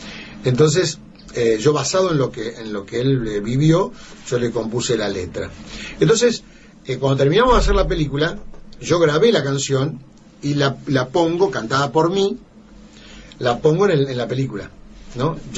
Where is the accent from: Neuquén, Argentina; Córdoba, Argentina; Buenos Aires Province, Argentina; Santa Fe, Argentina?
Santa Fe, Argentina; Cañada; now in Buenos Aires, Argentina; Yo tenía mi grupo de rock en mi pueblo, en Cañada, pero cuando fui a Buenos Aires fui solista